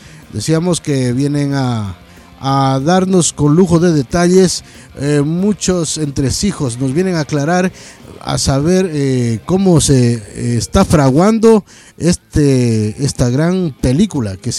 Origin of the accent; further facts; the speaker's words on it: Catamayo, Loja, Ecuador; Igualmente en Ecuador, a mi país, allá en mi ciudad, Catamayo